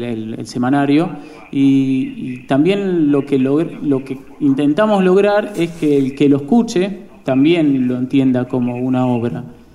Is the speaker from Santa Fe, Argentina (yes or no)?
yes; Rosario, Santa Fe, Argentina; venimos de Rosario.